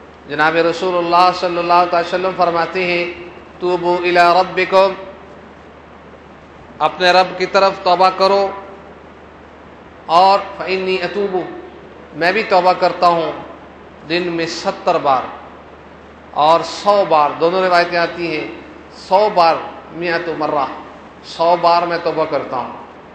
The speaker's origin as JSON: {"language": "Urdu", "town": "Lahore", "region": "Punjab", "country": "Pakistan", "said": "میں بھی لاہوری ہوں, مجھے بھی اصلاح کی ضرورت ہے, اور جتنے بھی لاہوری ہیں انہیں سب اصلاح کی ضرورت ہے"}